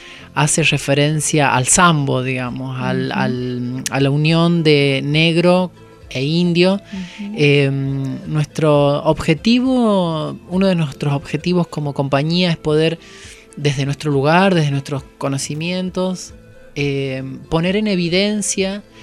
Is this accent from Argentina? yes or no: yes; San Luis, Argentina; moved away; yo me vine de la provincia de San Luis, ya bailando